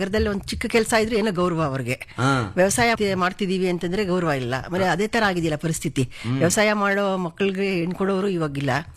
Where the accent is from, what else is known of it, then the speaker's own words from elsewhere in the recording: Channadevi Agrahara, Karnataka, India; ನಾವು ಸರ್ ಚೆನ್ನಾದೇವಿ ಅಗರಾರ ಗ್ರಾಮ. ನಮ್ದು ಮದುವೆ ಹೋಬಳಿ ಬರುತ್ತೆ, ದೊಡ್ಡಬಳ್ಳಾಪುರ ತಾಲೂಕು, ಬೆಂಗಳೂರು ಗ್ರಾಮಾಂತರ ಜಿಲ್ಲೆ.